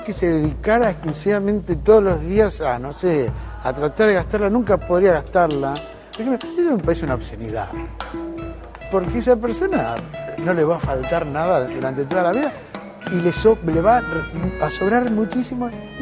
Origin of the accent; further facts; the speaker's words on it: Argentina; soy un músico argentino